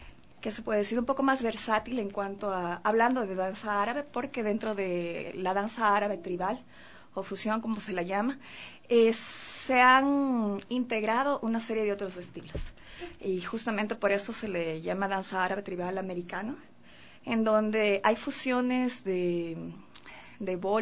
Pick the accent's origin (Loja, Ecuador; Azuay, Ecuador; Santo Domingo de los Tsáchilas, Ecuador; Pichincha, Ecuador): Pichincha, Ecuador; Quito; yo soy quiteña, y como se sabe, las quiteñas aquí se podría decir o he escuchado mucho que somos mojigatas, en el sentido de que somos más conservadoras, entre comillas.